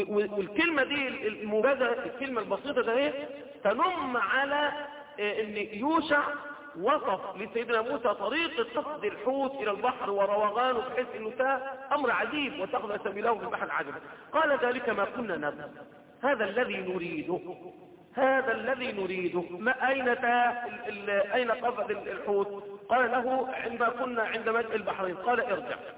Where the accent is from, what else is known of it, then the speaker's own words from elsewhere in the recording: Egypt; اللي هم ربما اللي بيسموها دلوقتي منطقه عندنا في مصر في سيناء